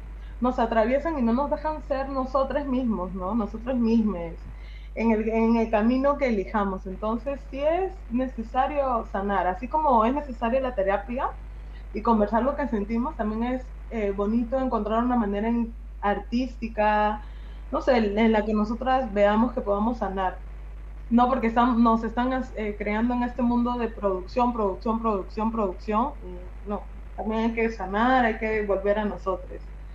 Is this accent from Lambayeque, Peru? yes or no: no; Lima, Peru; now in Ñaña, Peru; Ay, yo soy limeña, pero ahora me fui de la ciudad porque ya me tienen hinchada. Me he venido a un pueblito que se llama Ñaña, que está fuera de Lima, pero cerca.